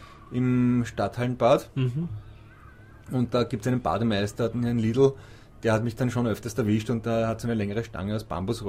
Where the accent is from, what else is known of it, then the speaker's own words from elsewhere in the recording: Austria; Also das freut mich sowohl als Schwimmerkollege als auch als Österreicher, muss ich wirklich sagen.